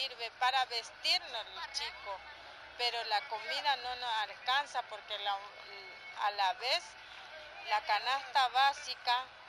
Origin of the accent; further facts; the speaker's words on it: General San Martín, Chaco, Argentina; Nosotros somos de General San Martín